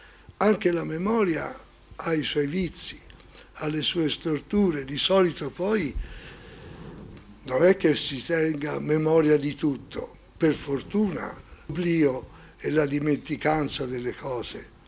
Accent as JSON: {"language": "Italian", "town": "Florence", "region": "Tuscany", "country": "Italy", "accent": "Tuscan", "said": "Io sono fiorentino e il toscano, lo si capisce subito che sono fiorentino e toscano"}